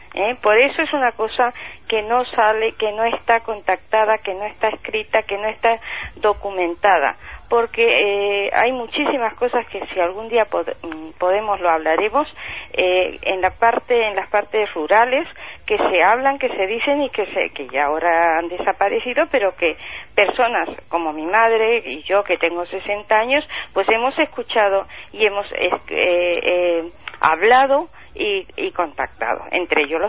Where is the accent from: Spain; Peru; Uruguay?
Spain; Castile; yo pertenezco más que nada a toda la parte asturiana, Galicia y Castilla. Yo soy castellana.